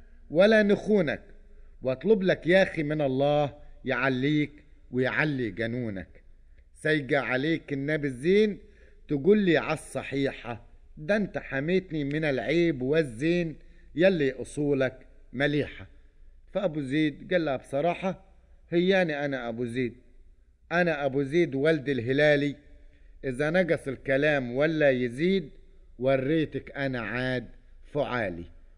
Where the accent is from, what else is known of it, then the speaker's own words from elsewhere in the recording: Upper Egypt, Egypt; احنا عندنا في الصعيد نقول اللحية مش على الدجن